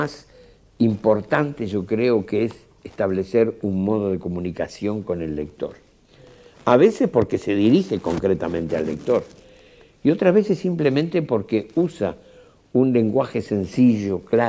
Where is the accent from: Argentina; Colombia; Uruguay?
Uruguay; Montevideo; Aunque nacido en una ciudad del interior, vivo en Montevideo desde los 4 años. Como mis personajes, soy un montevideano de clase media